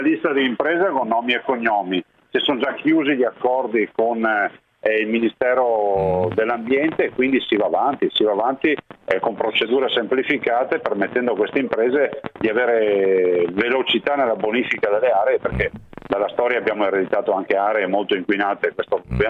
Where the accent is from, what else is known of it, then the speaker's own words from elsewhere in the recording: Veneto, Italy; Ma guardi, da Veneto me lo immagino